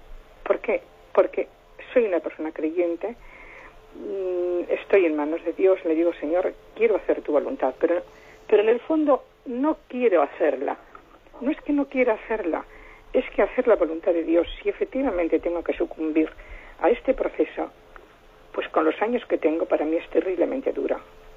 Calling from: Bilbao, Basque Country, Spain; de Bilbao.

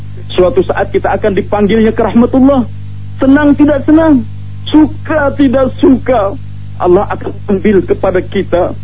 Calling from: Malang, East Java, Indonesia; di Malang.

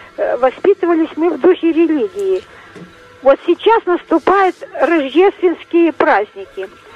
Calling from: Kostroma, Kostroma Oblast, Russia; я из Костромы дозвонилась. Я хочу сказать, что вот я в деревне выросла, верующие у нас была семья. Воспитывались мы в духе религии.

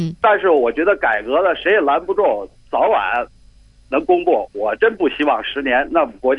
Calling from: Beijing, China; 我来自北京。

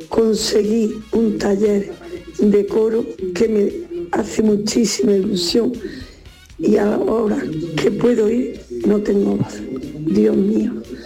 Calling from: Granada, Andalusia, Spain; de Granada.

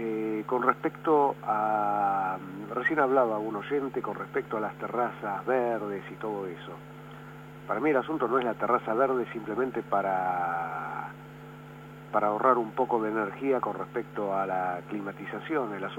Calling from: Barracas, Buenos Aires Province, Argentina; de Barracas.

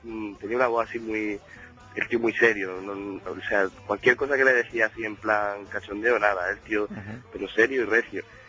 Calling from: Granada, Andalusia, Spain; pues llamo desde Granada, pero soy de Roqueta.

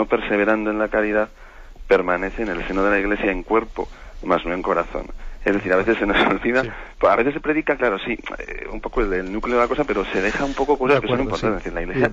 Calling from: Vitoria-Gasteiz, Basque Country, Spain; de Vitoria.

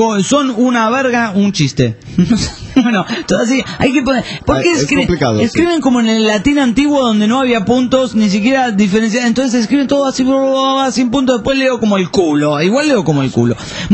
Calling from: Caracas, Capital District, Venezuela; Bueno, hola, Pirata y Lagarto … de Caracas.

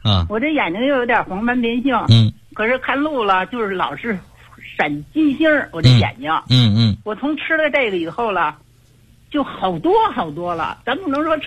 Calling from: Beijing, China; 我是北京的，我听您的广播我呀听了40天了

